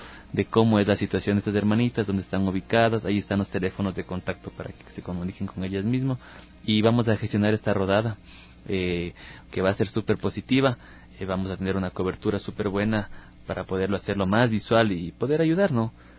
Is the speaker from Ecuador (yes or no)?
yes; Ecuador; como ecuatoriano nos representa, nos va a permitir crecer.